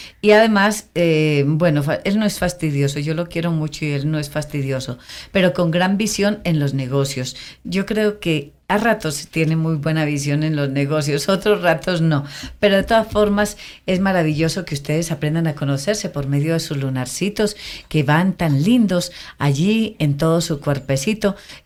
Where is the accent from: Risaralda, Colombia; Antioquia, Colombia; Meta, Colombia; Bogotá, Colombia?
Antioquia, Colombia; Concordia; como yo me metí a Concordia, mi pueblo natal, me fui, me quedé 15 días